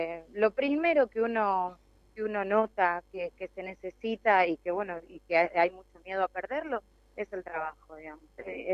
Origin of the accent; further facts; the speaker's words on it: Quilmes, Buenos Aires Province, Argentina; Yo soy de Quilmes y recorro los distintos barrios populares